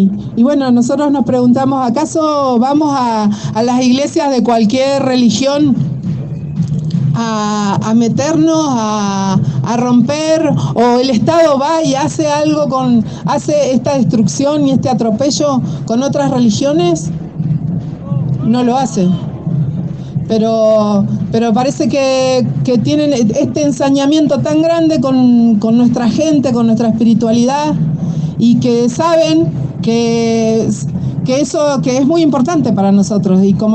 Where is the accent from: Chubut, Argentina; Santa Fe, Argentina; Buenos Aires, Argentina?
Chubut, Argentina; Trelew; Lafken Cheñen, Mapuche, Tehuel Cheñen, Trelew, vengo de Trelew